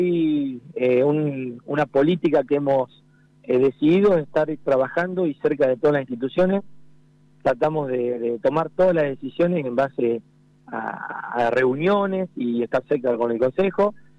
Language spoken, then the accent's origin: Spanish; La Adela, La Pampa, Argentina; also born or lived in Bahía Blanca; Sí, nací en Bahía Blanca, pero nada, nací por una cuestión de seguridad para mi madre, el parto, pero sí, siempre estuve en la localidad de la Adela.